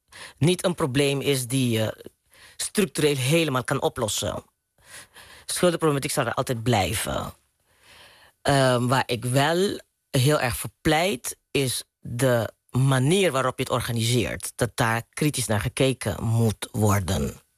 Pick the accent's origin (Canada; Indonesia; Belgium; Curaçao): Curaçao; born there; also born or lived in Maastricht; Even heel kort, ik ben op Curaçao geboren. Ben in Maastricht gaan studeren toen ik de middelbare school af had.